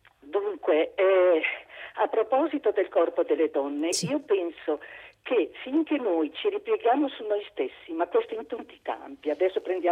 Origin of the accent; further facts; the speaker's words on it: Reggio Emilia, Emilia-Romagna, Italy; Io sono da Reggio Emilia, sono un'emiliana.